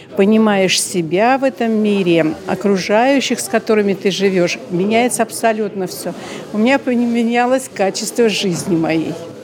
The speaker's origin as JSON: {"language": "Russian", "town": "Nizhny Novgorod", "region": "Nizhny Novgorod Oblast", "country": "Russia", "said": "Я из Нижнего Новгорода."}